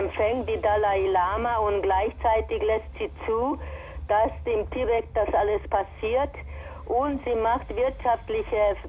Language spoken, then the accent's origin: German; Transylvania, Romania; Ich bin aus Siebenbürgen.